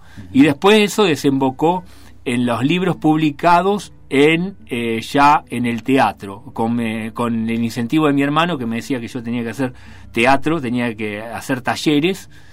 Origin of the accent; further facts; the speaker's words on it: Rosario, Santa Fe, Argentina; Yo soy rosarino, hace 10 meses que vivo acá en esta hermosa ciudad.